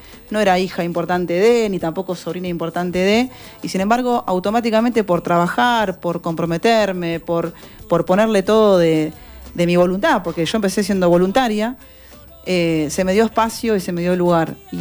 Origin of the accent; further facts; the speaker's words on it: Quilmes, Buenos Aires Province, Argentina; nacida en Quilmes, nací en La Modelo.